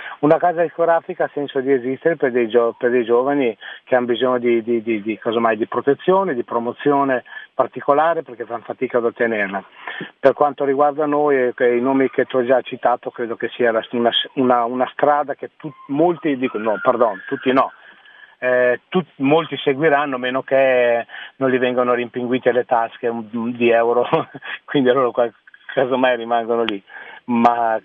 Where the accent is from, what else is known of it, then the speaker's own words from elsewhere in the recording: Novellara, Emilia-Romagna, Italy; mi hanno chiamato dal comune del mio paese di Novellara